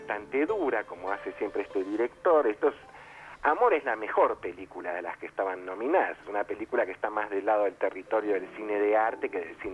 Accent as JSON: {"language": "Spanish", "country": "Argentina", "said": "Es una cuestión que a nosotros como argentinos nos interesa poco"}